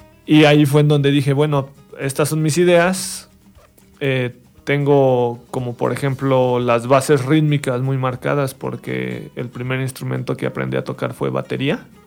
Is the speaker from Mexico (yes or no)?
yes; Mexico; No, soy mexicano. O sea, me gusta ser mexicano, me gusta México.